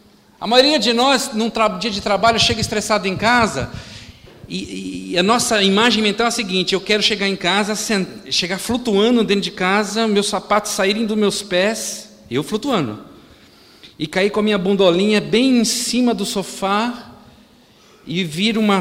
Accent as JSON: {"language": "Portuguese", "country": "Brazil", "tie": "born there", "said": "Se eu fosse apelar, eu sou de origem russa, sou descendente de russo, e os russos têm mania de beijar os amigos, até na boca. Graças a Deus eu nasci do Brasil."}